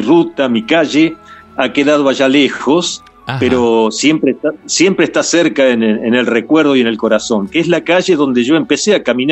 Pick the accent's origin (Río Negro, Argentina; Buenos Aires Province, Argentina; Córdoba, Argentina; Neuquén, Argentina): Buenos Aires Province, Argentina; Olavarría; moved away; incluso cuando me fui de Olavarría ya tenía asfalto. Eso fue en el 1975, yo me fui y ya había asfalto, ya había cambiado mucho.